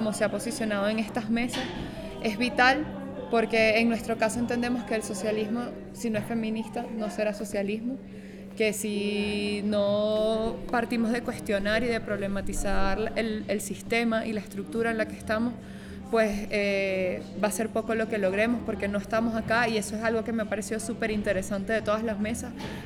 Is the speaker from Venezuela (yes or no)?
yes; Venezuela; vengo de Venezuela.